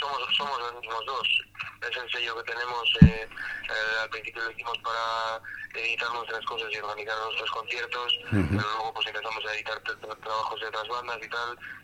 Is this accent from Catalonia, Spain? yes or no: no; Bilbao, Basque Country, Spain; nosotros somos de... yo soy de Bilbao, el Juancho es de Arratia, y en nuestra zona no tenemos nada.